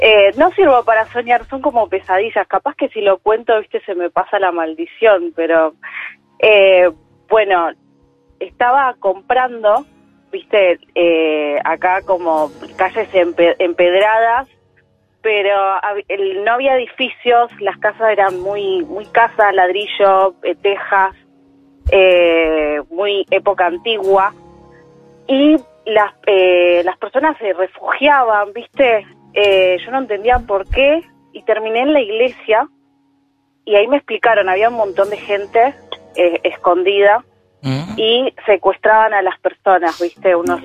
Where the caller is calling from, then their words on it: Buenos Aires, Argentina; De San Telmo.